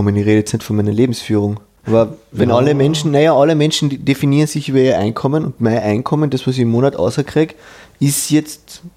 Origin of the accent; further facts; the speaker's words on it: Vienna, Austria; jetzt als echter Wiener